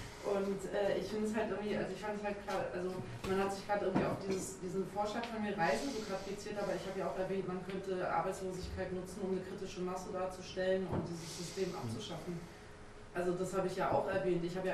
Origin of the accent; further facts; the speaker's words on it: Turkey; ich war in der Türkei, das ist mein Heimatland.